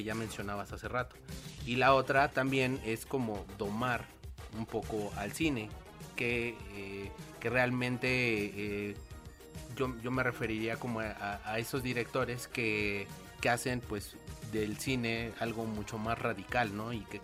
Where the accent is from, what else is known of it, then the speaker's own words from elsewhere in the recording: Mexico; como mexicanos, llegamos a perdernos entre esa idea de que pues venimos también de indígenas